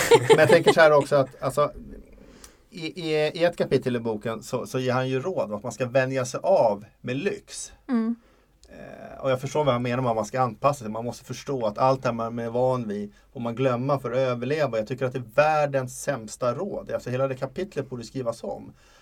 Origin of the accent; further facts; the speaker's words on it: Sweden; jag är en bortskämd svensk lattepappa.